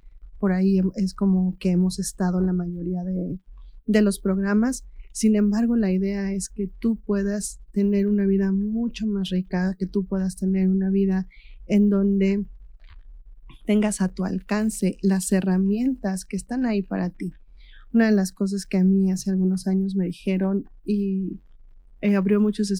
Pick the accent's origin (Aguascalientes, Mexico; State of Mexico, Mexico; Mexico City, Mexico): State of Mexico, Mexico; Amecameca; moved away; regresé a Meca, porque yo me fui de aquí de Mecameca por 30 años más o menos.